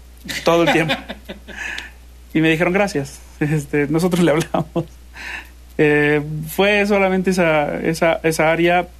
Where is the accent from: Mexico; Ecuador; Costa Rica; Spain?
Mexico; aquí en mi país, en México